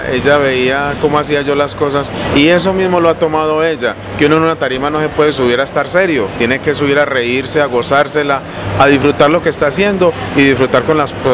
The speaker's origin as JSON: {"language": "Spanish", "town": "Barbosa", "region": "Antioquia", "country": "Colombia", "said": "No, yo realmente soy de acá, de Antioquia. Yo soy de Barbosa, Antioquia, a mucho honor."}